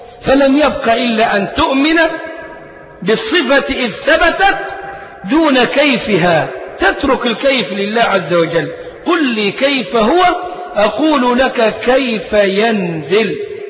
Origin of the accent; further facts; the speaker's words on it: Egypt; ليه نحن هنا أبناء مصر، وإحنا أبناء مصر مش ضيوف عليها ولا حاجة